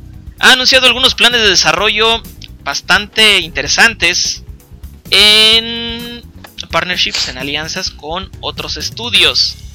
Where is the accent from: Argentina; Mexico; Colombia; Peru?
Mexico; Nosotros somos de México